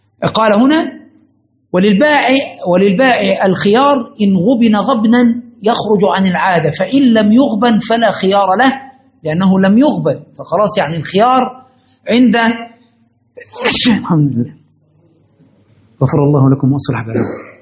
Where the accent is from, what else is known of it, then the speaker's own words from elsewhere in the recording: Egypt; ده مشكلة عندنا في مصر في كل زمان ومكان